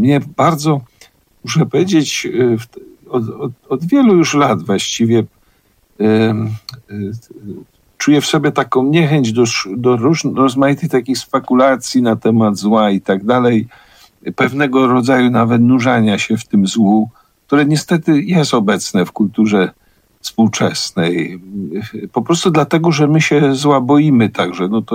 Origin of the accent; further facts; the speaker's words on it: Kraków, Lesser Poland, Poland; My jesteśmy z Krakowa, to jest miasto zbudowane trochę na melancholii